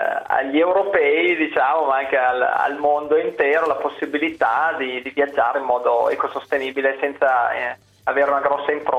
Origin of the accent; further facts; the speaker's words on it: Emilia-Romagna, Italy; accent: Emilian; visto che abbiamo radici emiliane, come si sente probabilmente anche dal mio accento